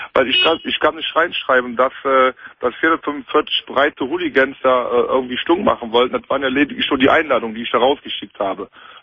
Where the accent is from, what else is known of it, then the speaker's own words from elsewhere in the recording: Cologne, North Rhine-Westphalia, Germany; Ich bin Kölner durch und durch.